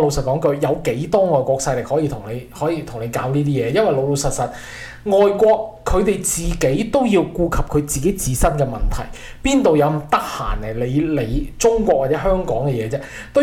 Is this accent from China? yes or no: no; Canada; 即例如我們加拿大人，我們最 care 是什麼，我怕經過香港警會被你捉了